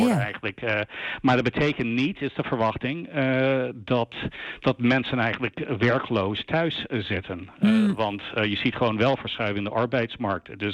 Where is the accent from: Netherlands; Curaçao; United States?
United States; Ja, ik ben naarmate dat ik heb als Amerikaan toen ik jonger was, dan heb ik denk ik wel 60, misschien 70 uur per week gewerkt.